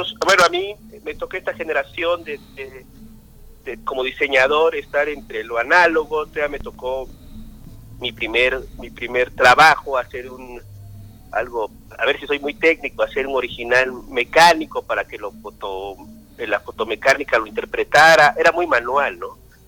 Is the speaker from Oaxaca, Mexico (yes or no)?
yes; Oaxaca, Mexico; also born or lived in Mexico City; soy oaxaqueño, viajo a estudiar al DF, trabajo en algunas imprentas con algunos grandes maestros del diseño gráfico en México, y decido regresar a Oaxaca, a mi estado natal